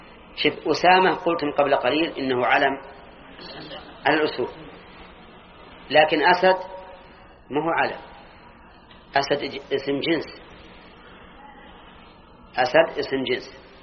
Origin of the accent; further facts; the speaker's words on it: Al-Qassim, Saudi Arabia; أظن كنا عندنا في القصيم، ها، لكلها القصيم